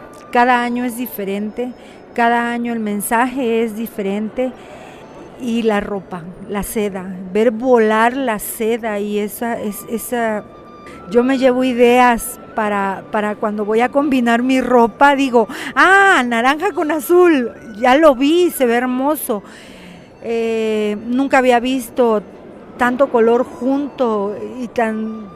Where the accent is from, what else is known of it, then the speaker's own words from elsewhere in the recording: Macuspana, Tabasco, Mexico; Pues yo vengo de Macuspana, un beso a toda mi gente de Macuspana, Tabasco.